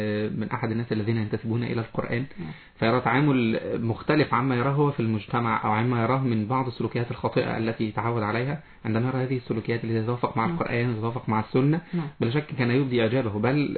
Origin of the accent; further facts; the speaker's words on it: Qanater, Qalyubia, Egypt; من القناة الخيرية، محافظة القليوبية.